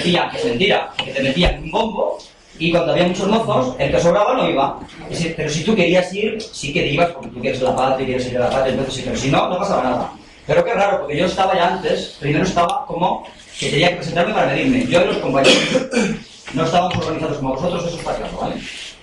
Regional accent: Ourense, Galicia, Spain; yo soy de Orense, una de las provincias de Galicia, cerca de Zamora.

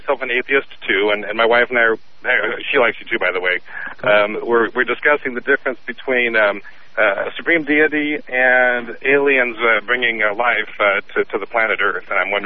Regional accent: Seattle, Washington, United States; Well, I'm from Seattle originally, so there you go.

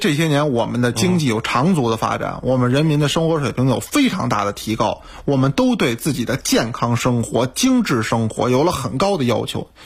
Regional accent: China; 我们中国人

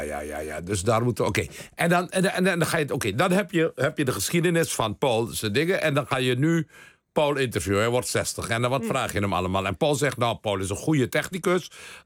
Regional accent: Suriname; Van Suriname, ja.

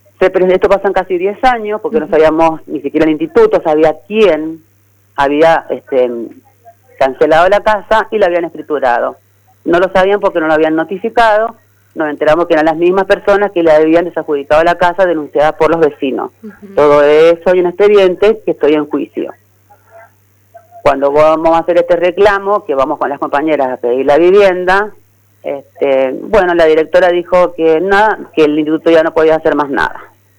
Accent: Argentina; incluirnos como civiles, como argentinas que somos

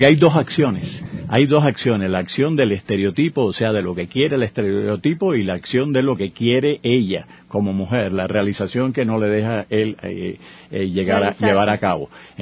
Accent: Cuba; Yo, que también soy cubano, no sentí esa ausencia.

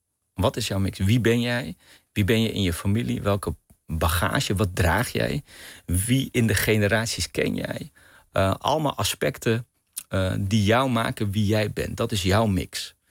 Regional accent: Amsterdam, North Holland, Netherlands; born there; Mijn moeder is Surinaamse Hindoestaans, mijn vader is Pakistaans. Ze hebben elkaar ontmoet in Amsterdam. En ik ben geboren in Amsterdam.

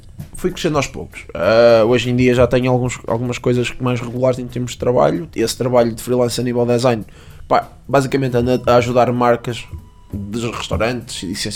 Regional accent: Portugal; nós não somos portugueses, we are portuguese.

